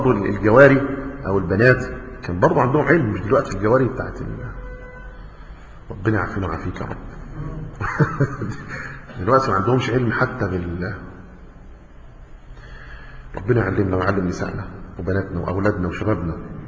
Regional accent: Egypt; بعض الناس المشهورين عندنا كمصريين

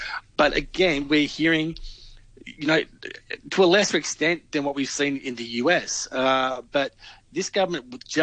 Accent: Victoria, Australia; I mean, in my home state, Victoria, they declared a state of emergency.

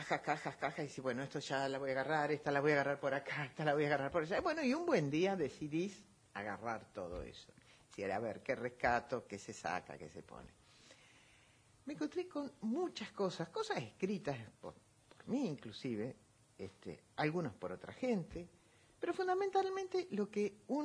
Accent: Argentina; Qué enteros y fuertes somos los argentinos

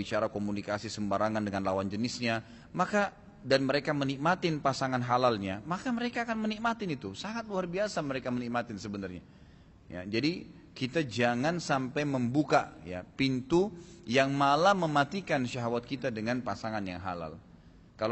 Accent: Makassar, South Sulawesi, Indonesia; born there; saya lahirnya di Makassar gitu kan

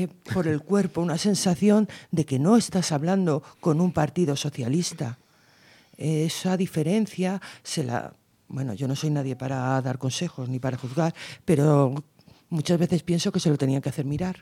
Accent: Guadalajara, Castilla-La Mancha, Spain; Y sobre todo en la zona de Castilla-La Mancha, yo vengo de Guadalajara

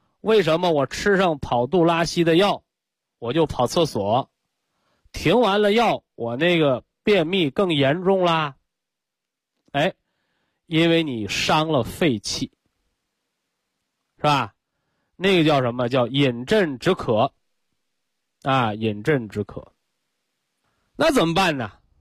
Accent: China; 我们中国人讲啊

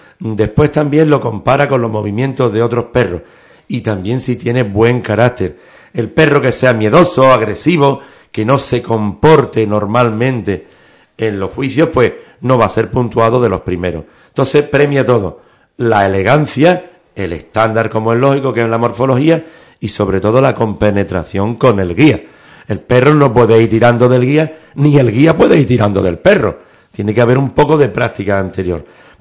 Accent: Ubrique, Andalusia, Spain; Aquí en Ubrique se come divinamente, lo dice un ubriqueño que ha estado por todo el mundo, y como se come en mi pueblo, en pocos sitios.

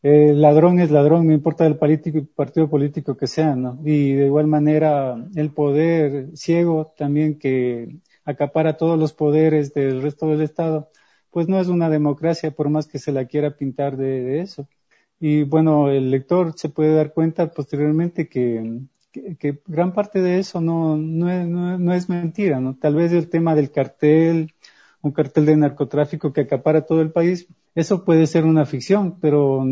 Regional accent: Ecuador; no sé si sea solo yo como escritor ecuatoriano, pero mis obras generalmente ganan polvo

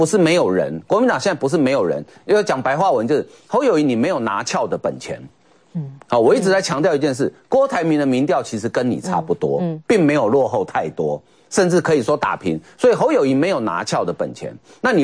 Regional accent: Taiwan; 就我们台湾话常常讲一句话

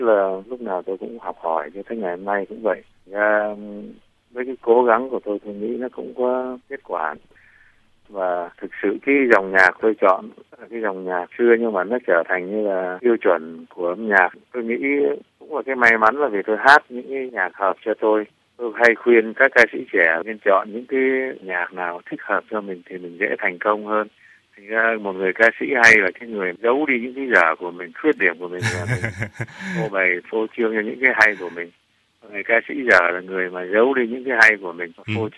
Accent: Da Lat, Lâm Đồng, Vietnam; born there; lúc mà chúng tôi sinh ra ở thành phố Đà Lạt

